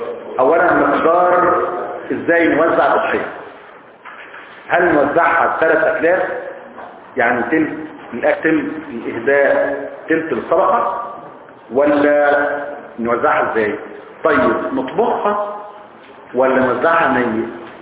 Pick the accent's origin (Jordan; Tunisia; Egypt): Egypt; احنا كمصريين اساتذة لحظة